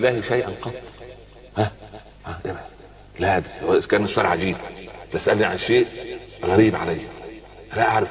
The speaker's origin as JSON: {"language": "Arabic", "region": "Upper Egypt", "country": "Egypt", "said": "يقول عندنا في الصعيد على القدر برمة"}